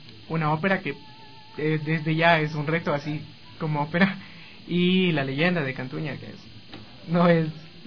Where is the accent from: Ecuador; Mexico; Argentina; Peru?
Ecuador; Manglar Alto, Santa Elena; now in Quito, Ecuador; Yo no soy de Quito, entonces, de Manglar Alto, de la provincia de Santa Elena. Entonces yo escuché la historia cuando llegué a la ciudad